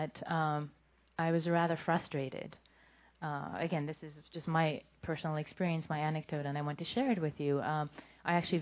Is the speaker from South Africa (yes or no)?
no; Iran; now in United States; I also was born in Iran to a Muslim family. I was raised in Iran. And then I've lived in the U.S. for 20-some years, so I wasn't really raised in the Buddhist cultural context.